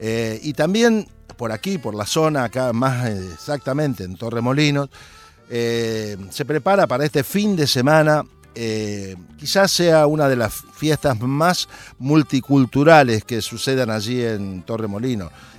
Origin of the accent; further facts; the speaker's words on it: Santa Fe, Argentina; un grupo de cumbia de allí, de mi país, de la zona de donde vengo yo, de Santa Fe.